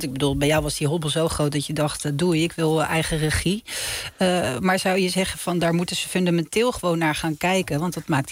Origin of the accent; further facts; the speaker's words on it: Netherlands; een sport is waar wij als Nederlanders goed in zijn